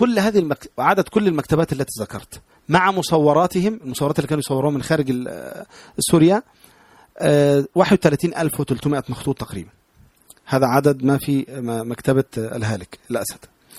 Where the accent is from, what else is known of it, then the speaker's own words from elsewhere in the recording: Tanta, Gharbia, Egypt; also born or lived in Alexandria; لان انا اصلا الاساس من طنطا وسكنت الاسكندريه